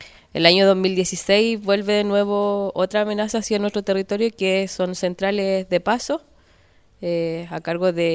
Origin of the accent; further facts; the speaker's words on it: Contulmo, Biobío, Chile; Yo soy de Licura, eso está en Contulmo, Sora Lafquenche.